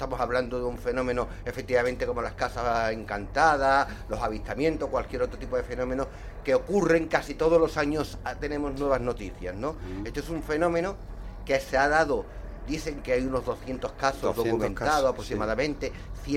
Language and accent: Spanish; Andalusia, Spain; Bueno, soy andaluz, soy de aquí, tenemos temperamento.